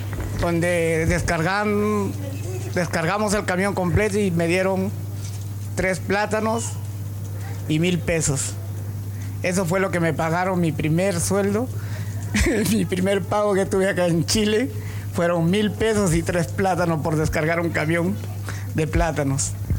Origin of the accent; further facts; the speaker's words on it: Trujillo, La Libertad, Peru; ¿tú eres peruano? Sí, le dije. ¿Y de qué parte eres? Soy trujillano, le digo.